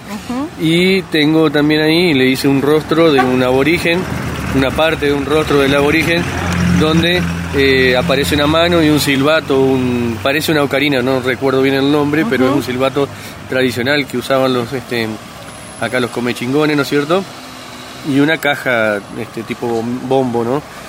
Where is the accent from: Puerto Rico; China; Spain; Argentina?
Argentina; Colón, Entre Ríos; Yo soy de la ciudad de Colón, Entre Ríos. Que también es una zona turística